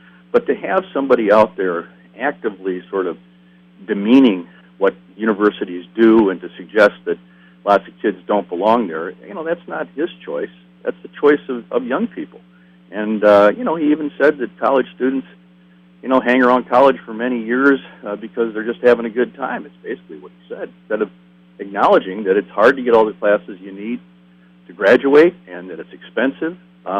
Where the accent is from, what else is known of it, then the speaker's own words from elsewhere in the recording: Wisconsin, United States; And, of course, I grew up here in Wisconsin, and I've known a lot of the state for my entire lifetime.